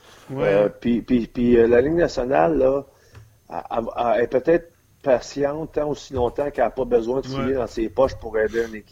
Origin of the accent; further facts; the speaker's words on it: Quebec, Canada; nous autres, on est Québécois, puis on adore la ville de Québec